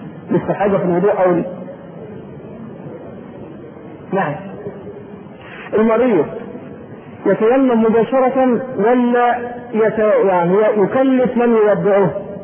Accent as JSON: {"language": "Arabic", "country": "Egypt", "said": "معلوم ان احنا كبلد ريفي ما طبعا مصر كلها"}